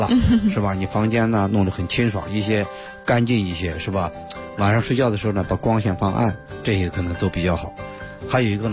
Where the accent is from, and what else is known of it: China